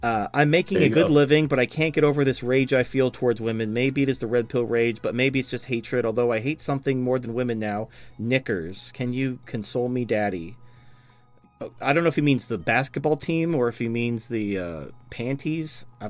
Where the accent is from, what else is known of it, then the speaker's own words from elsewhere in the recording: Atlanta, Georgia, United States; I'm an incel from Atlanta.